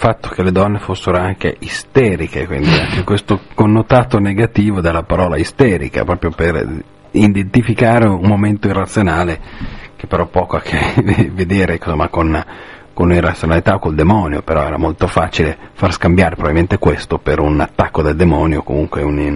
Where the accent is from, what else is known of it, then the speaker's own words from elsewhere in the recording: Veneto, Italy; accent: rural Venetian; il mio sarebbe un venezian campagnolo